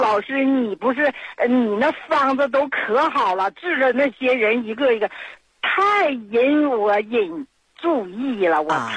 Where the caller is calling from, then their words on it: Nehe, Heilongjiang, China; 我是 黑龙江省讷河市的朋友，